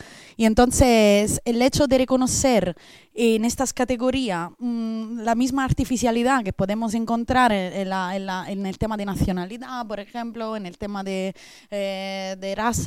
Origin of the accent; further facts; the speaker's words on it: Italy; Spanish is a second language; now in Spain; yo como italiana, que pero vivo desde hace 10 años en este otro estado